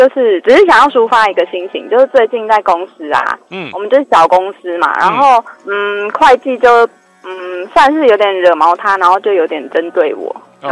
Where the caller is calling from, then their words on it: Taipei, Taiwan; 我是台北的